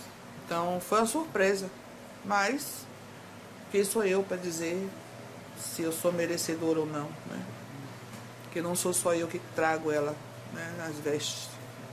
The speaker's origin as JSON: {"language": "Portuguese", "town": "Salvador", "region": "Bahia", "country": "Brazil", "said": "Eu sou de Salvador."}